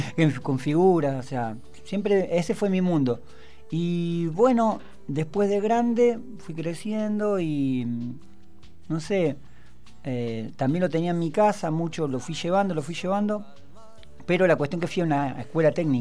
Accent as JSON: {"language": "Spanish", "town": "Comodoro Rivadavia", "region": "Chubut", "country": "Argentina", "tie": "born or raised there", "also_born_or_lived": "Hurlingham", "said": "nací en Hurlingham. Nos mudamos en el 84 con mi familia a Comodoro Rivadavia. Por cuestiones petroleras, ¿no? Por trabajo. Y me crío en Rivadavia, Francia, para quienes conocen allá, apenas cuando va subiendo la loma"}